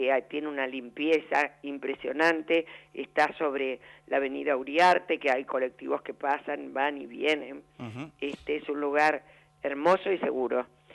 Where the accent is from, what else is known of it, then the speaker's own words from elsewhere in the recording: Argentina; Sí, nos exiliamos durante la época de la AAA y después en la dictadura estuvimos prohibidos y nos chuparon, estuvimos en Orlet y, bueno, una tristes historias que tenemos los argentinos